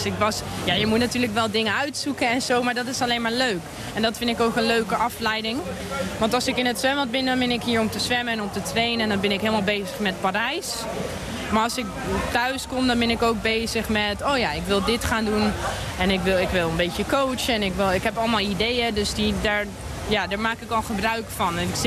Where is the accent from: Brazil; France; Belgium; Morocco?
France; also born or lived in Netherlands; now in Germany; ik ben in Nederland geboren. Maar dan... Mijn ouders zijn naar Frankrijk gegaan toen ik 7, 8 jaar was. En toen zelf in Frankrijk getraind. Nou, nu Duitsland.